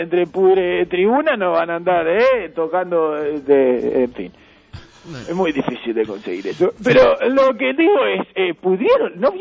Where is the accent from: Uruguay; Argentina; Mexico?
Uruguay; Y porque vivo en Uruguay, ¿sí? Soy uruguayo y no reniego de mi patria.